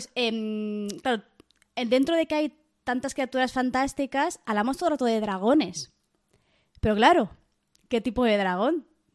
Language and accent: Spanish; Barcelona, Catalonia, Spain; a mí soy de Barcelona toda la vida, catalana.